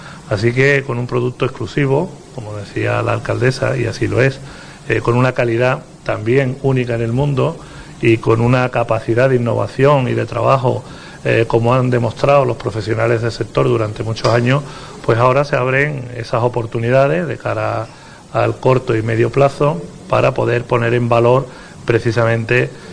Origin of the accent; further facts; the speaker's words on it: Cádiz, Andalusia, Spain; porque como sabéis soy gaditano y echo mucho de menos también mi tierra.